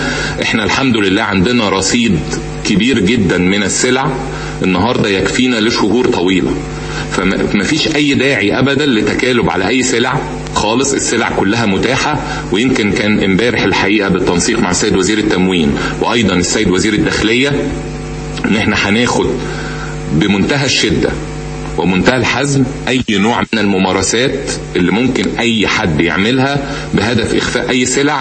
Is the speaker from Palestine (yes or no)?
no; Egypt; لازم نبقى واخدين بالنا كمصريين